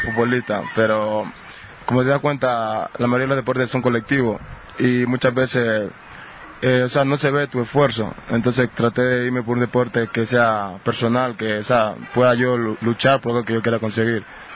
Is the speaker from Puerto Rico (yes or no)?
no; Río Verde, Esmeraldas, Ecuador; born there; Nací en el cantón de Río Verde, en la provincia de Esmeralda. O sea, nací en un barrio humilde, pobre